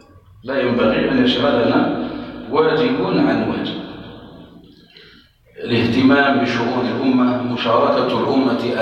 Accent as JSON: {"language": "Arabic", "country": "Algeria", "said": "التي تمر بها بلادنا الجزائر"}